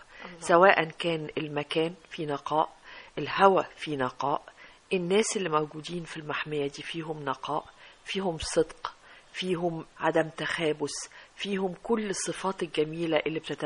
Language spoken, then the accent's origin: Arabic; Egypt; زي ما احنا يا مصريين بنقول لك ايه،